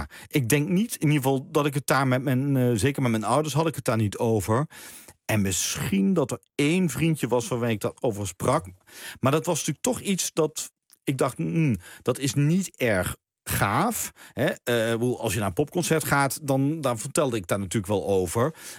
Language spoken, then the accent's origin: Dutch; Maastricht, Limburg, Netherlands; En toen kwam er in Maastricht, waar ik vandaan kwam, ja, daar had je natuurlijk geen eigen balletgezelschap